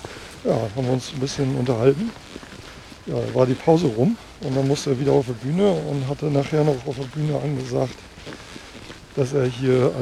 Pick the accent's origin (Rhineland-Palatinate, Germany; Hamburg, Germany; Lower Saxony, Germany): Lower Saxony, Germany; Da war vor Jahren mal eine Band oben aus meiner alten Heimat aus Friesland.